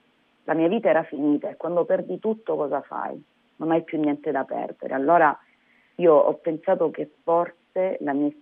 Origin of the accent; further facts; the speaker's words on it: San Luca, Calabria, Italy; mettere in circuito l'amore verso la mia terra, verso la mia gente